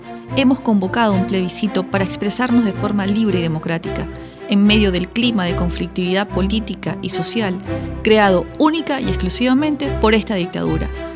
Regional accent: Venezuela; Somos venezolanos decididos a rescatar a Venezuela

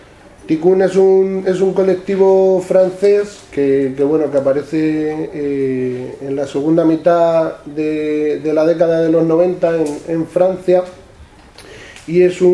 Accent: Villafranca de los Caballeros, Castilla-La Mancha, Spain; Vengo de La Mancha, vengo de un pueblo chiquitito al sur de Toledo que se llama Villafranca de los Caballeros.

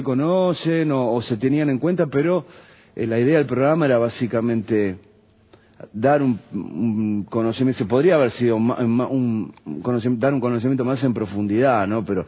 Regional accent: Argentina; No, soy argentino, es más que nada un apodo

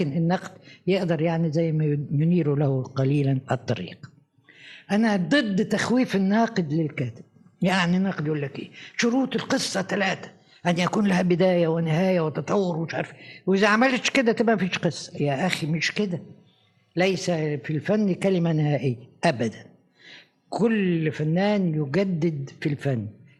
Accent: Egypt; إحنا عندنا في مصر في وقت من الأوقات كانت حركة نقد مزدهرة

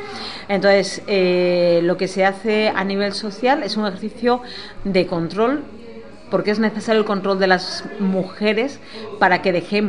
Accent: Bilbao, Basque Country, Spain; soy activista feminista, soy de Bilbao

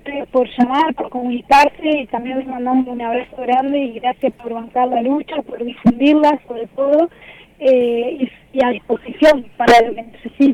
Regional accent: Sauce de Luna, Entre Ríos, Argentina; Sí, yo soy de Entre Ríos, soy de Sauce de Luna.

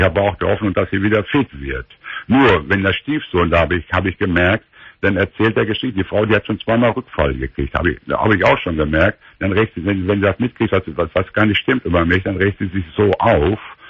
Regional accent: Minden, North Rhine-Westphalia, Germany; hier im Ruhrgebiet jetzt. Ich komme eigentlich aus dem Minderkreis, ich wohne in Pott.

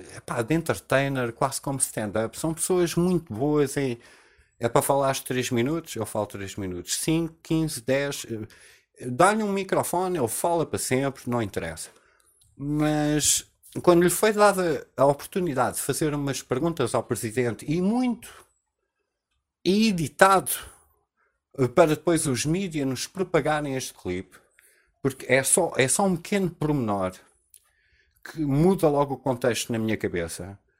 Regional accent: Portugal; ele tem mais respeito por mim como português

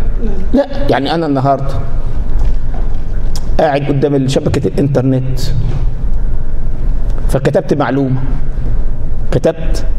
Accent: Upper Egypt, Egypt; احنا عندنا في الصعيد يقول لك العقول، ما يقولش العقول، العجول.

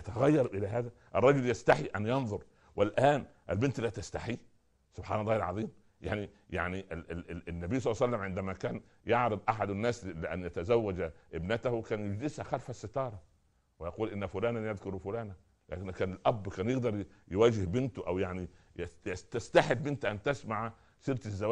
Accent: Upper Egypt, Egypt; أنا أذكر في بداية الستينات لما نزل التلفزيون عندنا في الصعيد وكان الأقارب يأتون لزيارتنا

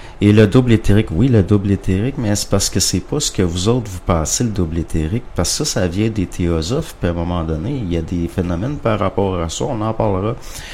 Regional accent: Canada; Parce qu'on est des Canadiens français. On est des Canadiens français. Puis au Canada français, quand on connaît pas personnellement quelqu'un, on le vouvoie.

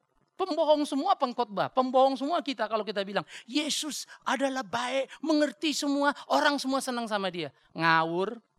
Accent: North Sumatra, Indonesia; Apalagi saya orang Batak. Gak suka kau ya kita barang. Kau jual, ku beli.

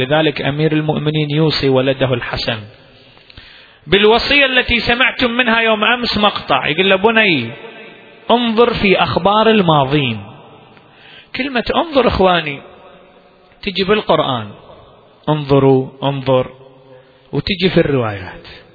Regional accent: Iraq; إلى اليوم عندنا في العراق مكان محرقة إبراهيم

